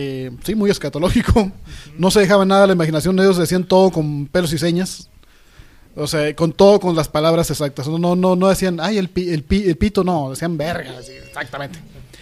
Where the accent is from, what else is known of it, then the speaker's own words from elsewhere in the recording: Mexico; Es un mexicano, simplemente. Es el pueblo mexicano, no todos somos zombies del Zawayo, la verdad.